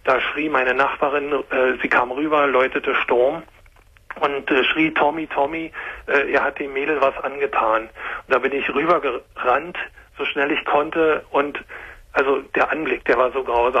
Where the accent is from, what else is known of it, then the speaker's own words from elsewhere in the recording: Berlin, Germany; ursprünglich bin ich Berliner